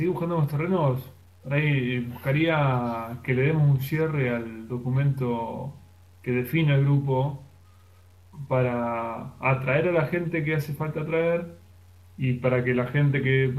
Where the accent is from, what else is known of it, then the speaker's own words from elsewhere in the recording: Mar del Plata, Buenos Aires Province, Argentina; Yo soy originario de Mar del Plata también.